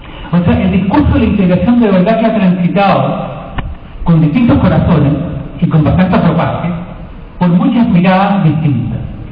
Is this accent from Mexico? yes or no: no; Chile; En Chile de hoy, en mi país, se desarrolla ya durante varias semanas una huelga de hambre de la comunidad mapuche